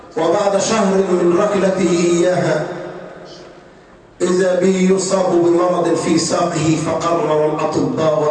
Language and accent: Arabic; Egypt; ينطلق بها على الطريق الصحراوي عندنا في مصر